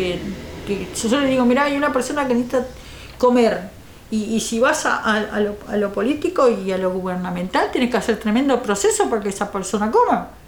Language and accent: Spanish; Canelones, Uruguay; porque soy de Canelones, entonces me corresponde allá.